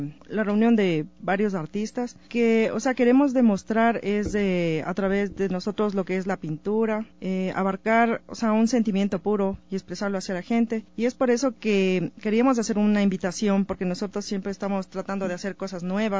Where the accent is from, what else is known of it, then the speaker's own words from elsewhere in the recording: Ecuador; Son 2 de Cuba, sí, solo 2 cubanos, y de ahí los demás somos ecuatorianos.